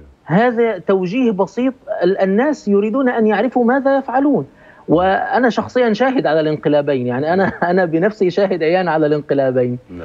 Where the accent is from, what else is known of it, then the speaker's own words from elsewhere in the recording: Egypt; وأنا أقول هذا ليس باعتباري مصري،